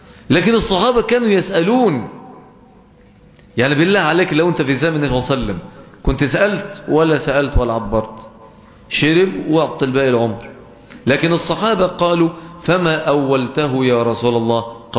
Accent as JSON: {"language": "Arabic", "country": "Egypt", "accent": "Egyptian"}